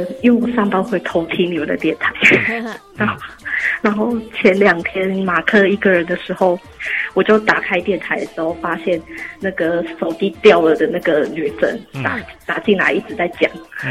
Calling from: Tainan, Taiwan; 我是台南的

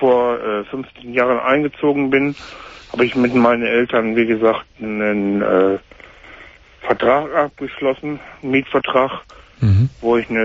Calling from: Bielefeld, North Rhine-Westphalia, Germany; Bei uns in Bielefeld hier

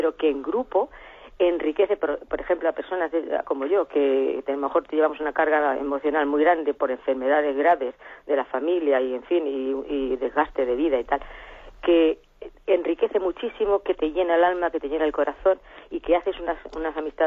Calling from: Albacete, Castilla-La Mancha, Spain; de Albacete.

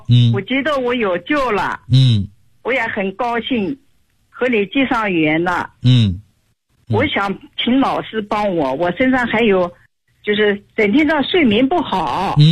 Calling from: Nanjing, Jiangsu, China; 我是南京的一个学员，今年60岁了。

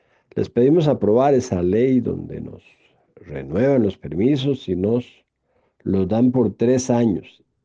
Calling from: Curridabat, San José, Costa Rica; Yo soy secretario general de ANATRANS desde Curriabat, San José, Costa Rica.

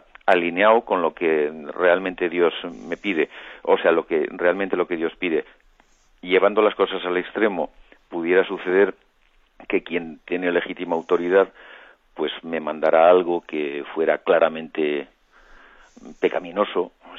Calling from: Madrid, Community of Madrid, Spain; de Madrid.

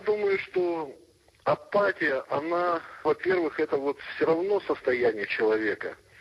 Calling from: Yekaterinburg, Sverdlovsk Oblast, Russia; Я вам звоню из Екатеринбурга.

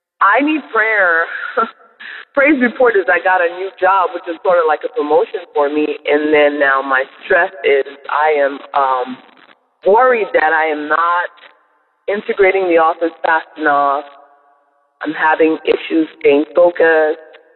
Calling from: Charlotte, North Carolina, United States; Good morning, Dabbers. I am calling from Charlotte, North Carolina.

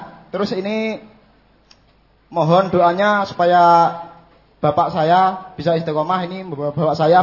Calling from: Bojonegoro, East Java, Indonesia; Saya dari Cabang Padangan, Bojonegoro, Pak.

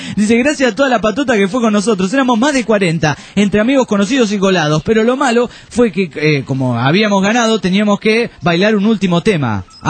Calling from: Olavarría, Buenos Aires Province, Argentina; Hola muchachotes … de Olavarría.

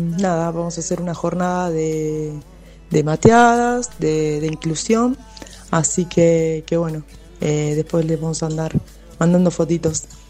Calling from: Quilmes, Buenos Aires Province, Argentina; moved away; soy de Santa Rosa de Calamuchita, de Córdoba. Hace 4 años que vivo acá, antes era de Quilmes

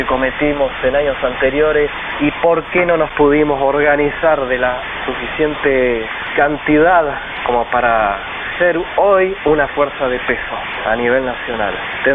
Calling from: Ramos Mejía, Buenos Aires Province, Argentina; de Ramos Mejía.

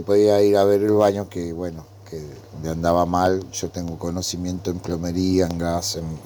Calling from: Escalada, Buenos Aires Province, Argentina; de Escalada.

